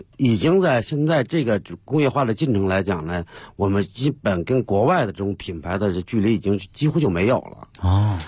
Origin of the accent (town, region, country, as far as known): China